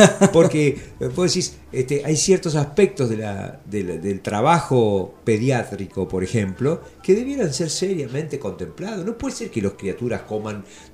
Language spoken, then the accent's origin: Spanish; Mar del Plata, Buenos Aires Province, Argentina; also born or lived in Tres Arroyos; yo nací en Tres Arroyos y nos mudamos con mi familia en el 55 a Mar del Plata. Y ahí empecé mis estudios, primero en una escuela estatal y después pasé a los salesianos.